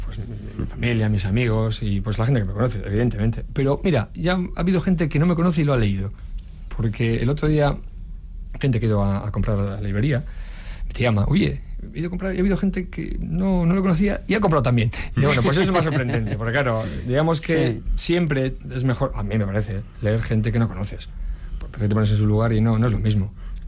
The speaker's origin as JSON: {"language": "Spanish", "town": "Erandio", "region": "Basque Country", "country": "Spain", "said": "Yo soy de Erandio y voy pues igual dos veces"}